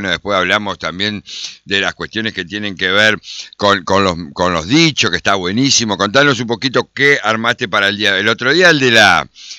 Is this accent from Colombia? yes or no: no; Argentina; Somos creativos los argentinos, ¿eh?